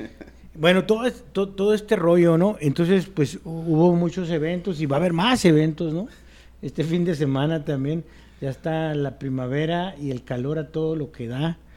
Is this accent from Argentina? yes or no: no; Jalisco, Mexico; soy un escritor de Guadalajara, ¿no? O sea, soy del área metropolitana acá, de la perra de Occidente